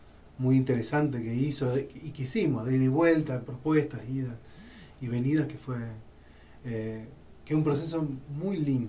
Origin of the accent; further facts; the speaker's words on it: Rosario, Santa Fe, Argentina; moved away; yo soy rosarino, que hace 3 años y poquito más de 3 años que vivo acá, entre la sierra.